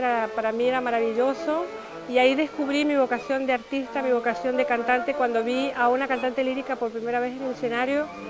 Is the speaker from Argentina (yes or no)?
yes; Mendoza, Argentina; de poder estar siendo una embajadora de mi provincia natal, Mendoza, ante todo el mundo